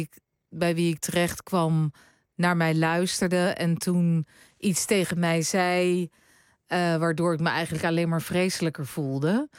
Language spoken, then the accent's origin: Dutch; The Hague, South Holland, Netherlands; Toen ging ik in Den Haag, waar ik vandaan kom, op kamers.